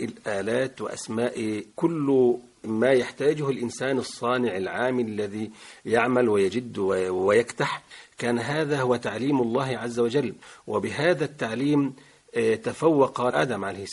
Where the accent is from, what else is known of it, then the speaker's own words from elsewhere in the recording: Egypt; كان عندنا في مصر، كانت دعوته في مصر وكان يعمل في مصر